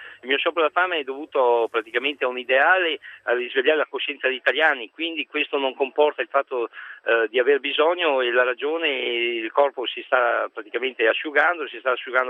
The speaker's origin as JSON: {"language": "Italian", "town": "Venice", "region": "Veneto", "country": "Italy", "moved": "yes", "lives_now": "Rome, Italy", "said": "Io sono da Venezia, sono venuto qui a Roma"}